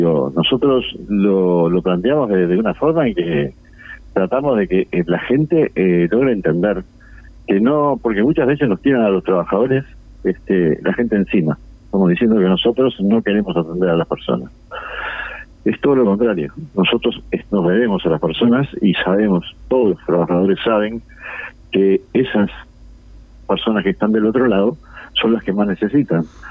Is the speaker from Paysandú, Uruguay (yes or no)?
no; Montevideo, Uruguay; No olvido nunca, yo soy de Montevideo, trabajé en los pagos durante 28 años.